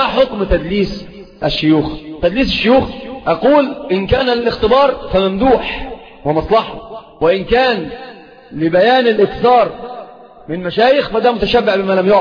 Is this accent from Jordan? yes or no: no; Egypt; سيب بورسعيد دي في القاهرة، يعني عندنا في مصر